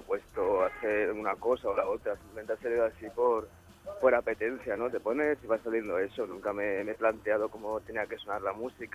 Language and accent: Spanish; Sant Joan Despí, Catalonia, Spain; nosotros somos de San Juan de Espí